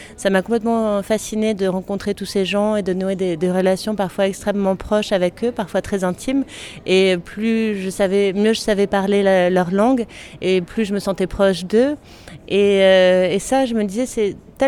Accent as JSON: {"language": "French", "town": "Puy-Saint-Vincent", "region": "Provence-Alpes-Côte d'Azur", "country": "France", "tie": "born or raised there", "said": "Je viens moi-même d'un petit village des Hautes-Alpes puisque je suis née et j'ai grandi à Puy-Saint-Vincent. Et mes grands-parents paternels étaient agriculteurs."}